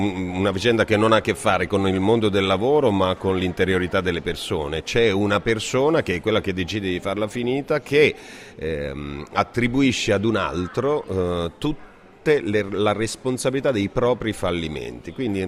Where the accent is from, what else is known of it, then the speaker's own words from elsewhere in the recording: Apulia, Italy; a me piace il sushi, però essendo pugliese il mio sushi è fatto da altri tipi di pesce